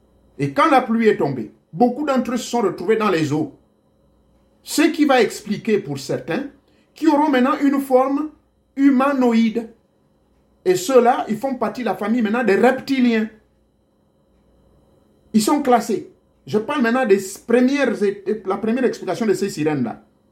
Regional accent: Gabon; Chez moi, au Gabon, c'est pareil.

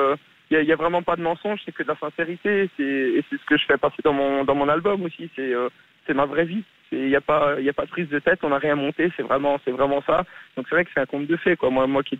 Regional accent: Grand Est, France; Je suis alsacien, ouais. Je suis dans ma petite campagne, dans un petit village qui s'appelle Steinbach.

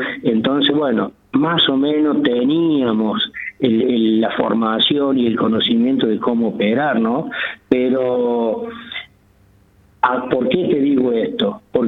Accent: Arroyito, Córdoba, Argentina; yo volví a mi pueblo, yo vivía en ese tiempo en Arroyito, en pueblo natal, allá en Arroyito

